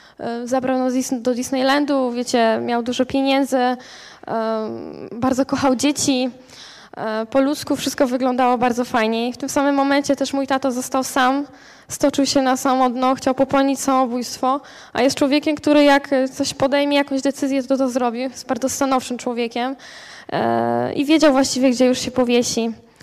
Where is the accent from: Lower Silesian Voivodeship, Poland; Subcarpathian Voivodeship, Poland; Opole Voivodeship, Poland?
Opole Voivodeship, Poland; Strzelce Opolskie; Ja pochodzę też ze Strzelec Opolskich, taka mała miejscowość, gdzie są dwa zakłady karne i dwie żabki, więc ciężki klimat generalnie tam jest, dużo patologii.